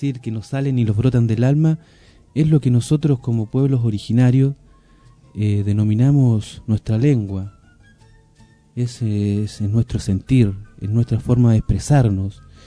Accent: Bolivia; lo puedo decir no como boliviano, sino como pueblo originario, pueblo mapuche

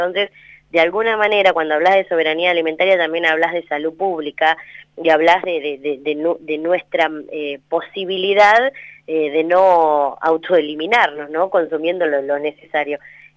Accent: General Villegas, Buenos Aires Province, Argentina; la provincia de Buenos Aires, de la que soy parte también, porque soy de General Villegas

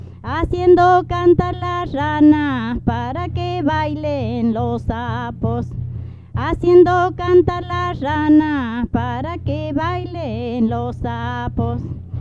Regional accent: Jujuy, Argentina; soy de Jujuy, de la Quebrada de Humahuaca.

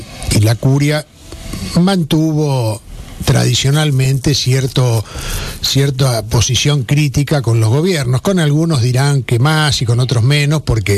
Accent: Argentina; a los que somos afectos los argentinos para etiquetarnos y ponernos en pie de guerra

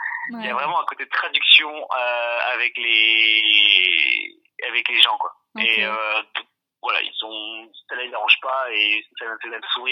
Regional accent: France; dès qu'ils sentent que je suis français, ils essaient de revenir à des termes plus génériques.

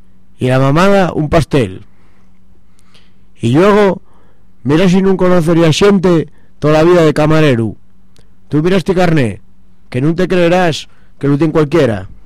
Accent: Oviedo, Asturias, Spain; born there; Nací en Oviedo, en Siunu, de 1905, la popularísima calle del Rosal, número 25. En una casa que está todavía ahí

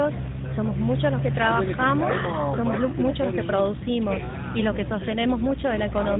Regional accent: San Luis, Argentina; vengo del lado de Conlara

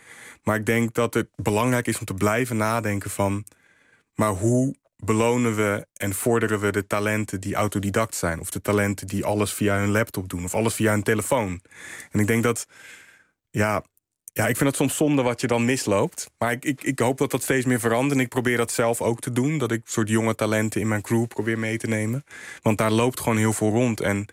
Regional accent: Rotterdam, South Holland, Netherlands; Krooswijk is een hele diverse wijk. En dus ik groeide ook op met allerlei culturen. Als in, ik ben Congolees-Nederlands en ik heb echt wel van beide kanten veel meegekregen. Maar ik groeide ook op in een buurt met een hele grote Marokkaanse gemeenschap en een Surinaamse gemeenschap.

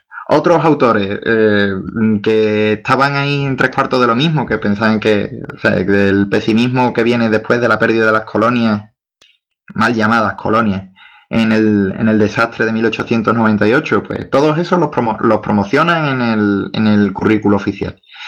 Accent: Spain; Yo como español, pues obviamente vengo de un país que está influido por la cultura católica

